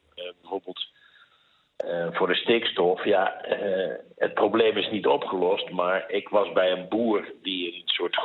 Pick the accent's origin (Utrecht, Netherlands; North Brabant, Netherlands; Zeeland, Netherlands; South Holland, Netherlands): North Brabant, Netherlands; Mierlo; We hadden bij ons in het dorp, ik kom uit Mierlo, je bent er geweest.